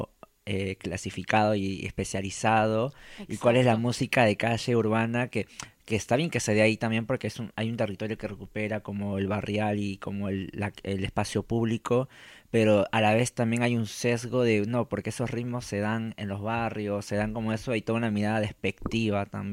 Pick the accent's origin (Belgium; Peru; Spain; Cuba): Peru; Yo vengo de Perú